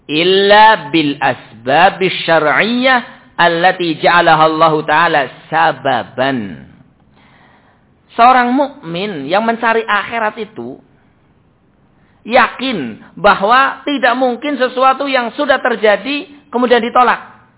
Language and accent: Indonesian; Java, Indonesia; kalau orang kita, orang Jawa kayak gini, ya belum tentu tergambar